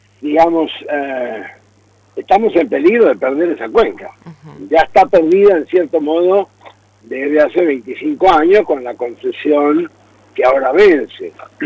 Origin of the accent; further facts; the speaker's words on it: Argentina; nosotros como argentinos, la Argentina no tiene ningún poder sobre eso